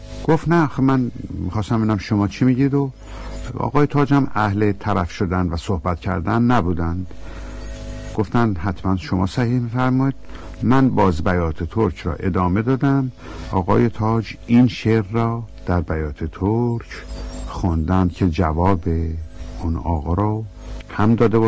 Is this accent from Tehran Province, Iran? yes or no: no; Isfahan, Iran; born there; در پاییز 1307 در شهر زیبا و تاریخی اصفهان در خانواده تاجر پیشه‌ای به دنیا آمدم.